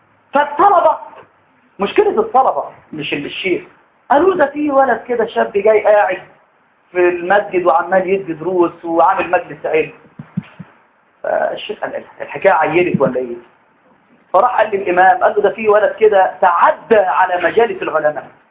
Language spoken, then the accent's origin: Arabic; Egypt; بعدين لما رحتوا يعني في بلاد عندنا في مصر لهم لهجات عجيبه